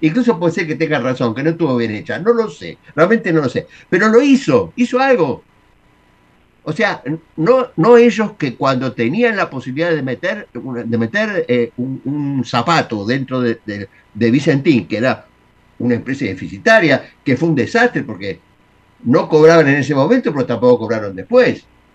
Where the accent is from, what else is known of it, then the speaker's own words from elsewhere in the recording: Buenos Aires, Argentina; nos quieren hacer creer a los porteños que somos más que un colombiano. Y eso no es así. Es la mezcla. Nosotros somos una mezcla.